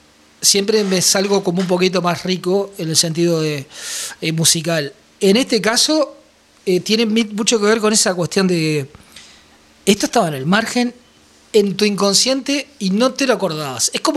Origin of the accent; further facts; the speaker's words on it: Uruguay; nos autoflagelamos un poco en Uruguay, ¿no?